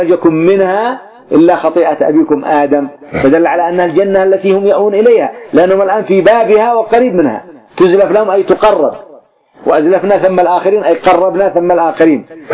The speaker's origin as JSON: {"language": "Arabic", "country": "Yemen", "said": "والمقبرة تسمى عندنا في اليمن إيش مجنة"}